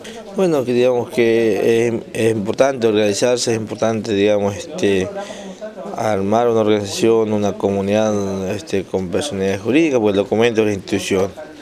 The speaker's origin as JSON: {"language": "Spanish", "town": "Tacna", "region": "Jujuy", "country": "Argentina", "tie": "born or raised there", "said": "Vengo de una comunidad originaria de la frontera con Bolivia, del norte de la puna de Jujuy. Soy nativo de una comunidad llamada Tacna. Es un lugar de encuentro de comunidades originarias. De este pueblo Colla, digamos, un pueblo muy ancestral"}